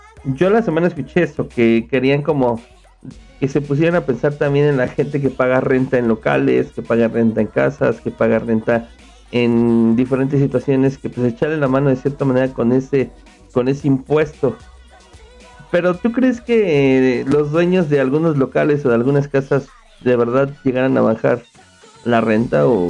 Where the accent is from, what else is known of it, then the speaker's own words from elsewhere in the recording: Mexico; Nosotros como mexicanos, muchas de las veces no nos echamos la mano los unos con los otros.